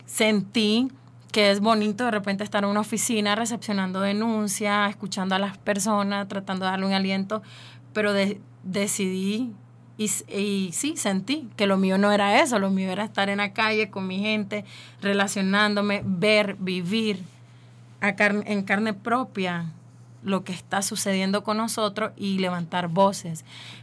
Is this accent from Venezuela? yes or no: no; Nicaragua; yo soy de Nicaragua.